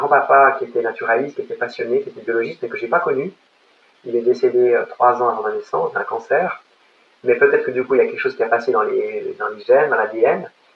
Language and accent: French; Lake Geneva area, Switzerland; je viens de Suisse, j'ai grandi au bord du lac Léman, donc en face de la Haute-Savoie